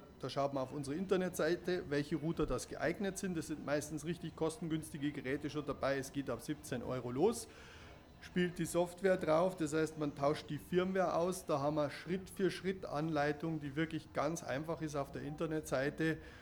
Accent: Munich, Bavaria, Germany; Also als Münchner

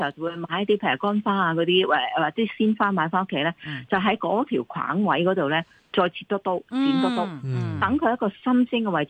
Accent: China; 咁我哋中国人啊，当然啊食莲藕啦。

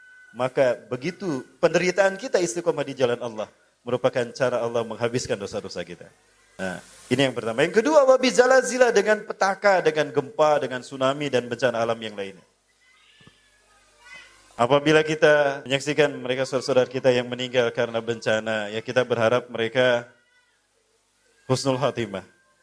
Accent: Bandung, West Java, Indonesia; born there; Saya lahir di Bandung. Usia saya baru 43 tahun.

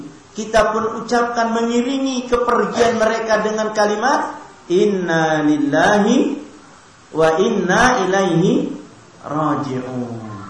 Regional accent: Ciamis, West Java, Indonesia; born there; also born or lived in Ambon; karena kami lama di Ambon, juga kami lahir di Jawa Barat Ciamis, sehingga mungkin untuk bahasa Jawanya kagok.

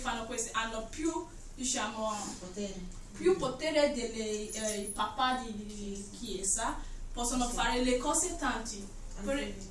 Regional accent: Nigeria; Italian is a second language; Perché io sono da Nigeria, quindi quello che sta parlando capisco.

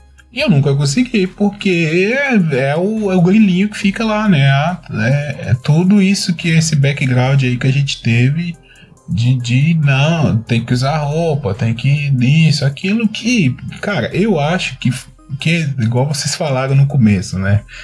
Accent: Minas Gerais, Brazil; Eu sou do interior de Minas Gerais, gente. Aqui o povo é sistemático mesmo.

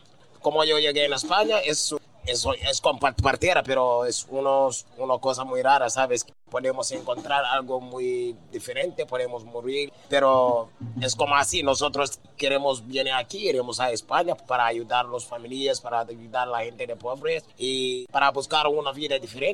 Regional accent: Gambia; Spanish is a second language; now in Spain; En África, donde en mi país, en Gambia, hay muchos jóvenes que necesitan ayuda en la vida

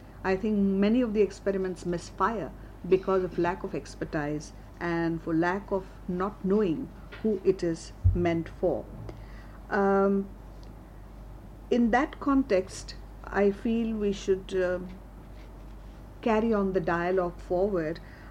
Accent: Mumbai, Maharashtra, India; first language Marathi; English is a second language; I come from Bombay. My language is Marathi.

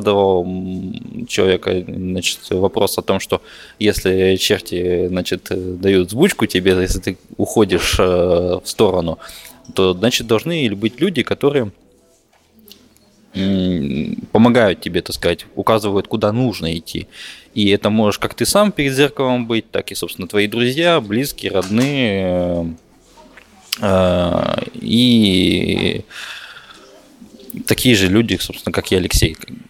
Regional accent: Tyumen, Tyumen Oblast, Russia; Ну, я вообще родом из Сибири, из Тюмени вообще. И вот сегодня я уезжаю обратно.

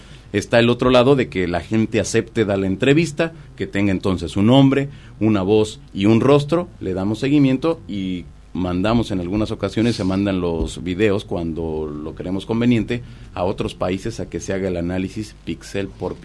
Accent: Mexico; al menos en mi país, en México, 1991, la gente comenzaba a tener cámaras de video

